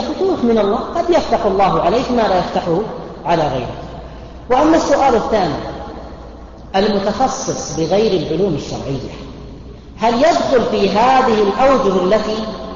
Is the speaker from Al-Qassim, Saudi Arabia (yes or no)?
yes; Buraydah, Al-Qassim, Saudi Arabia; عندنا في بريدة